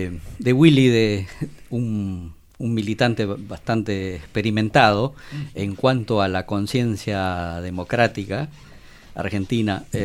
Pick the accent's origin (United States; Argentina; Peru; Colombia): Peru; esta experiencia de la derecha ya viene en mi país, por ejemplo, en Perú, desde 1990